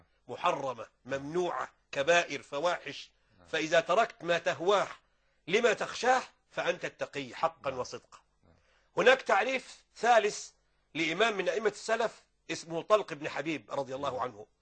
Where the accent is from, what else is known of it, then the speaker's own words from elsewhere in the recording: Upper Egypt, Egypt; لا هو خدها يعني اتجوزها عندنا في الصعيد